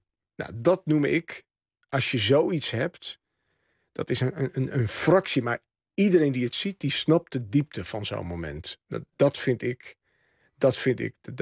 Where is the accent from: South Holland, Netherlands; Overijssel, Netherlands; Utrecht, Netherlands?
Overijssel, Netherlands; Rouveen; mijn jeugd in Roveen-Staphorst. Dat dorp dat altijd zo eendimensionaal is neergezet.